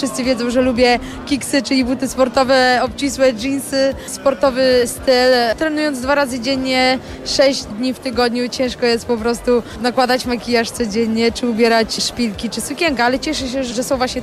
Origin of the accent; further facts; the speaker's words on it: Olsztyn, Warmian-Masurian Voivodeship, Poland; Ja zawsze byłam związana z Warmią, z Olsztynem. I ja zawsze mówię, że jestem olsztynianką.